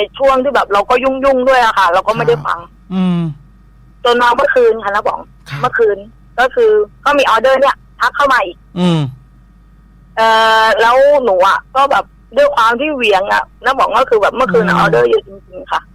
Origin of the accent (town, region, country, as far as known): Ranong, Thailand